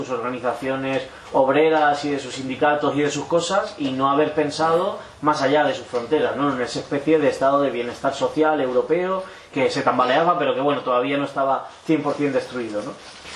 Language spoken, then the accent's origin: Spanish; Tulkarm, West Bank, Palestine; En mi pueblo, que es Tulkarem, antes nunca no había mucha lucha armada